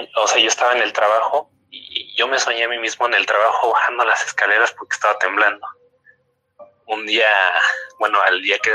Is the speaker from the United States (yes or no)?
no; Huixquilucan, State of Mexico, Mexico; De Huixquilucan, Estado de México.